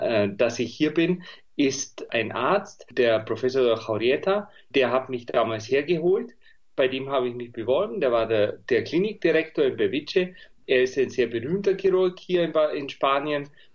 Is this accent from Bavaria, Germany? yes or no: yes; Bavaria, Germany; ich bin ein Bayer, das hört man vielleicht. Ich habe in München, oder nicht vielleicht, sondern ganz sicher, ich habe in München studiert